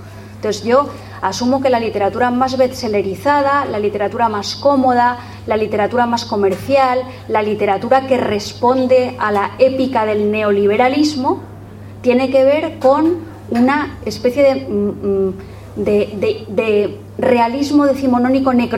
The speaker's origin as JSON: {"language": "Spanish", "country": "Spain", "said": "yo soy una española, muy española, aunque nos roben el gentilicio"}